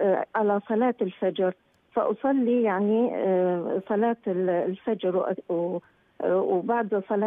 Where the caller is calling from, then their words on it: Iraq; يعني عندنا في العراق الحصة التموينية من الطحين